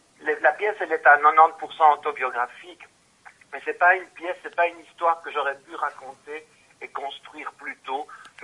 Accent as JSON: {"language": "French", "country": "Belgium", "tie": "born there", "said": "je suis né en Belgique, sono nato qui in Belgio, lo parlo in italiano, ma però qualche parola la so dire, ma mi manca molto il vocabolario. Donc moi, je suis né ici"}